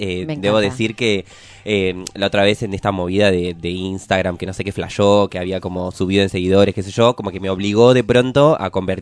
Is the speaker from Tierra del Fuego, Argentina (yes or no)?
no; Sancinena, Buenos Aires Province, Argentina; Yo soy de Sancinena, un pueblo que queda en el noroeste de la provincia de Buenos Aires, entre Trenquelauquen y General Villegas. Sí, yo soy re provinciana.